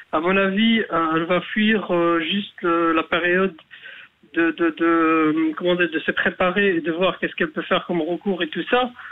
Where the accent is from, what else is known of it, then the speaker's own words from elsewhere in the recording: Algeria; now in Belgium; Je suis d'origine algérienne.